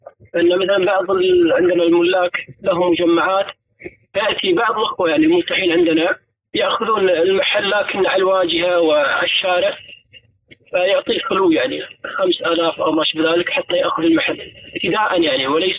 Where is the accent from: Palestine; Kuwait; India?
Kuwait; عندنا في الكويت